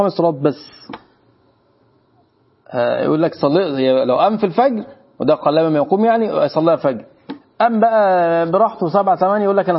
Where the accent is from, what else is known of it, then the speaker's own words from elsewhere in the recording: Egypt; احنا عندنا مصريين